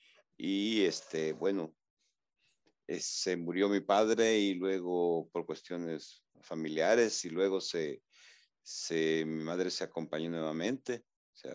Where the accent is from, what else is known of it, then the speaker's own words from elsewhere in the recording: Ataco, Ahuachapán, El Salvador; soy originario del Salvador, de un pueblo que se llama Ataco, que es en la frontera con Guatemala. O sea, prácticamente mi pueblo está a, digamos, a unos 30 kilómetros de la frontera con Guatemala.